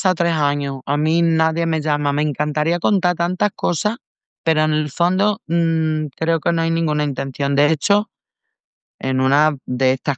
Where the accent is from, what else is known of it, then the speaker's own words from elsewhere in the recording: Almendralejo, Extremadura, Spain; Villafranca de los Barros, que es un pueblito de aquí de Extremadura cerca de mi pueblo, de Almendralejo